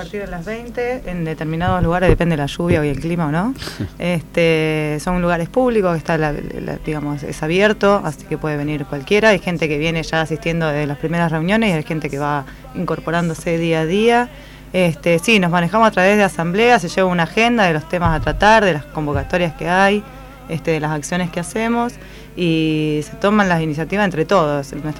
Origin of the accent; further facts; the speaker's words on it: Rosario, Santa Fe, Argentina; Yo soy rosarina, así que...